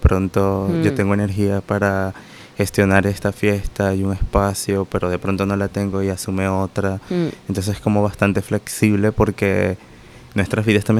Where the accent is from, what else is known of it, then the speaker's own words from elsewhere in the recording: Margarita Island, Nueva Esparta, Venezuela; Paraguachoa.